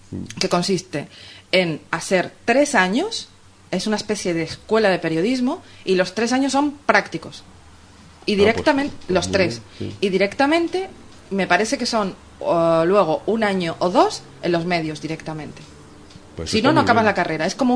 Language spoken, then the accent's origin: Spanish; Canary Islands, Spain; yo cuando llegué como canaria, yo nací en Canarias y soy de Canarias, de antepasados canarios, ¿vale?